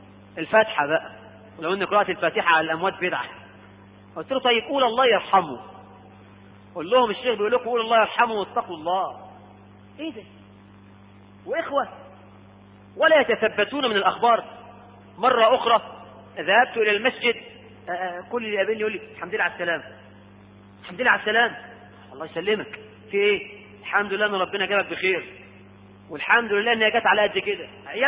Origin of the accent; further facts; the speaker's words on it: Egypt; احنا عندنا في مصر ناس بتكذب